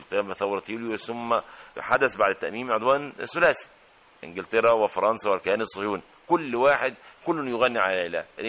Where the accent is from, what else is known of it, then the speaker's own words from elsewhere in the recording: Kafr El Sharaf El Ibli, Qalyubia, Egypt; also born or lived in Ismailia; فذهبنا الى قريتنا، قريه صغيره اسمها كفر الشرف الابلي في مركز شبين القناطر في القلوبيه